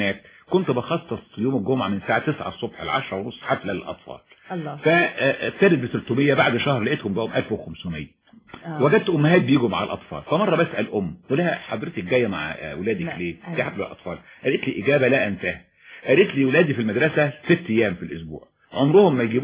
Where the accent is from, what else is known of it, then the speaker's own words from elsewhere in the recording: Cairo, Cairo Governorate, Egypt; born there; انا اتولدت في القاهرة. نعم. ولو ان يعني والدي والدتي من المنيا.